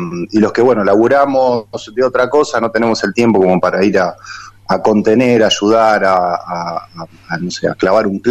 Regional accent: Rosario, Santa Fe, Argentina; vengo yo de Rosario, y vengo de lo que es la militancia en un barrio, en una radio comunitaria, que queda en la localidad de Capitán Bermúdez

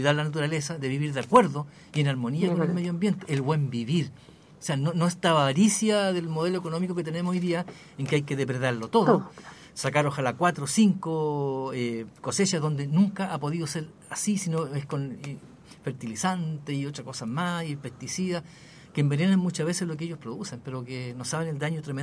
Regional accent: Chile; nosotros como sociedad, como Chile, como chilenos, digo

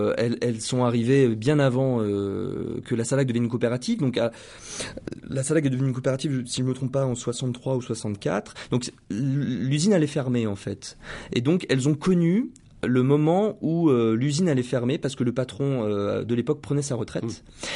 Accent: Bellegarde, France; moi, je suis d'origine de Bellegarde. J'y habite plus aujourd'hui, hein, mais voilà, mes parents habitent la région. J'y ai grandi, j'y connais beaucoup de monde.

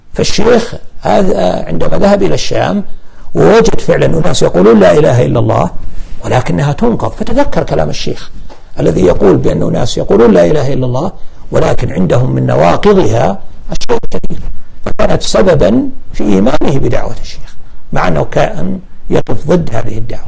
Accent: Al-Qassim, Saudi Arabia; عندنا في القصيم ما عندنا سادات ولا عندنا مقابر ولا عندنا قباب على القبور أبدا

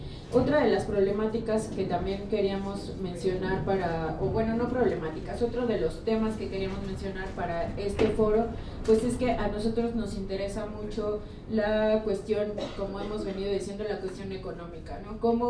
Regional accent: Iztapalapa, Mexico City, Mexico; born there; porque si bien hay menos centros culturales en Iztapalapa, que es de donde yo nací

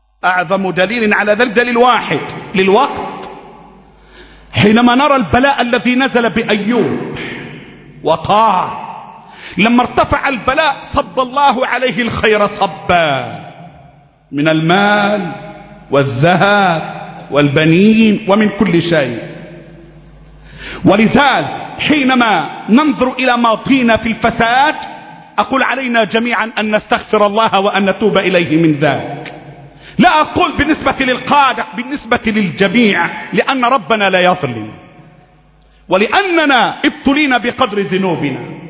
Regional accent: Egypt; أنا مصري، أنا مصري،

